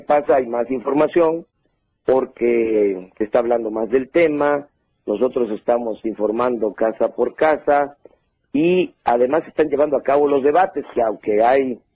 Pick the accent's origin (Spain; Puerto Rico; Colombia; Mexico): Mexico; Somos los mexicanos muy comunicativos.